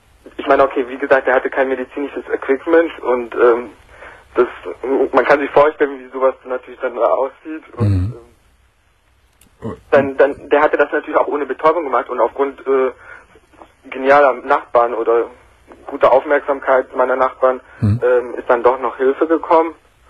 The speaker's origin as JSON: {"language": "German", "country": "Brazil", "tie": "born or raised there", "said": "Weil ich bin gebürtiger Brasilianer und damals in Brasilien auch wohnhaft gewesen."}